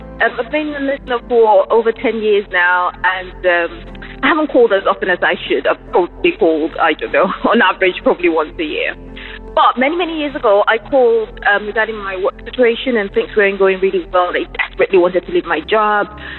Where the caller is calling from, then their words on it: England, United Kingdom; I'm calling from England.